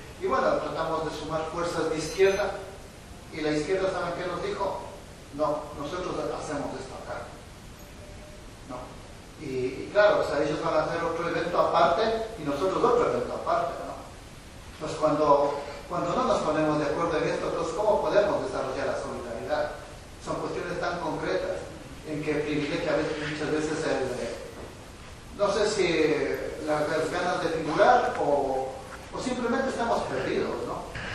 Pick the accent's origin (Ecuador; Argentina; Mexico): Ecuador; now in Bilbao, Spain; yo soy de Ecuador y bueno, resido aquí en Bilbao